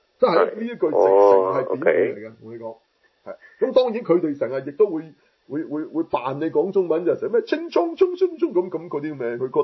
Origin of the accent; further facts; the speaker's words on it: China; 同埋我哋中国人嚟嘅